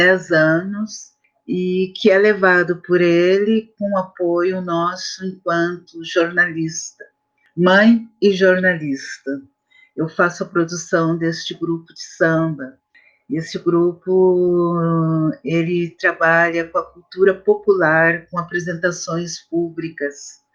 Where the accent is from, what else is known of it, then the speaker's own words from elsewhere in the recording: Porto Alegre, Rio Grande do Sul, Brazil; born there; nasci em Porto Alegre, capital do Rio Grande do Sul